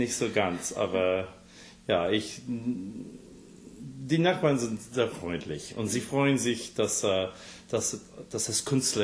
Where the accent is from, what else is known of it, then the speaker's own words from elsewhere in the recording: Scarsdale, New York, United States; German is a second language; moved away; also born or lived in White Plains; Ja, ich bin im White Plains geboren und meine Mutter wohnt immer noch in Scarsdale, wo ich aufgewachsen bin. Mhm. Und jetzt wohne ich in Brooklyn Heights in New York City